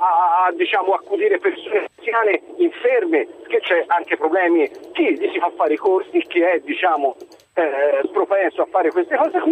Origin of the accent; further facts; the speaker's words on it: Prato, Tuscany, Italy; Io sono di Prato